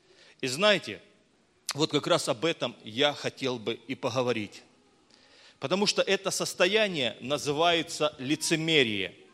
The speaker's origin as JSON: {"language": "Russian", "region": "Crimea", "country": "Ukraine", "tie": "born or raised there", "lives_now": "Donetsk, Ukraine", "said": "я еду вот к себе домой в Донецк, хотя я сам родом с Крыма и родился там, и вырос там, вот, ну, вот, у меня просто, я даже до сих пор там прописан."}